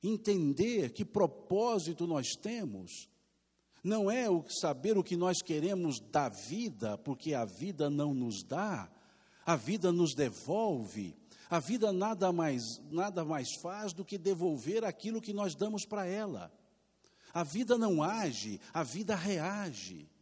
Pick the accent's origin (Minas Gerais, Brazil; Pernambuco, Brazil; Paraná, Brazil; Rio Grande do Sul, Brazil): Minas Gerais, Brazil; Se fosse aqui em Minas, a Marta, como mineiro que somos